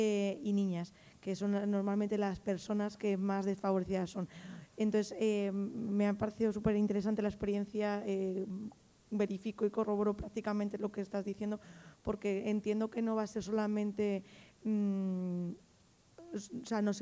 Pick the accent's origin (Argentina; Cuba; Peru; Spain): Spain; yo soy española, pero represento a República Dominicana del Archivo General de la Nación.